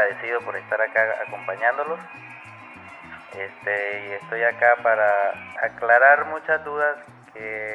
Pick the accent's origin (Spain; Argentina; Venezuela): Venezuela; la situación que estamos viviendo allá en mi país, Venezuela.